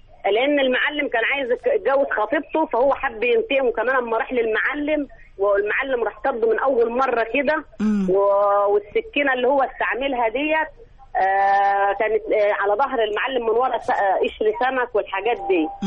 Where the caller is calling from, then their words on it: Monufia Governorate, Egypt; من المنوفيه ان شاء الله